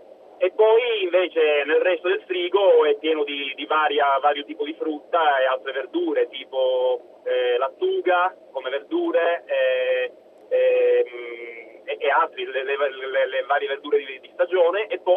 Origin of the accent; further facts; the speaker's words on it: Sicily, Italy; accent: Sicilian; quelli dalla mia Sicilia